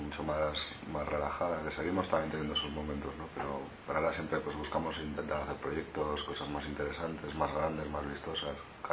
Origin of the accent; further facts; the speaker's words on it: Pamplona, Navarre, Spain; somos la mayoría, somos de aquí de Pamplona